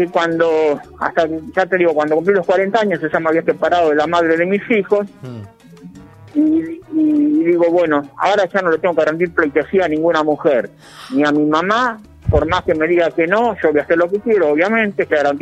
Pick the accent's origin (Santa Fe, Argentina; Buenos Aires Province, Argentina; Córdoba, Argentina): Buenos Aires Province, Argentina; Pellegrini; en Pellegrini, mi pueblo natal, en el oeste de la provincia de Buenos Aires, en el límite con La Pampa